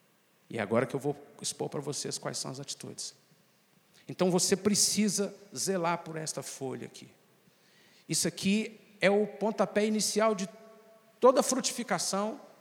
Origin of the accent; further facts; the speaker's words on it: Minas Gerais, Brazil; nós, como mineiros, somos muito, mas muito conservadores, muito mais fechados. Nós não temos o hábito de hospitalidade.